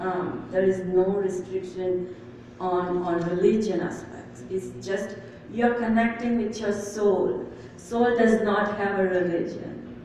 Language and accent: English; Navsari, Gujarat, India; now in Brooklyn, United States; I grew up in India, in Gujarat, in Navsari, in Kacholi, to Brooklyn.